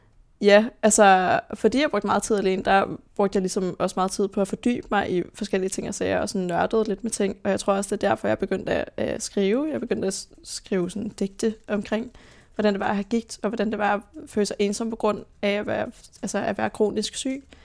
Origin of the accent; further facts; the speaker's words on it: Roskilde, Zealand, Denmark; born there; Jeg blev født i 2001 på Halloween.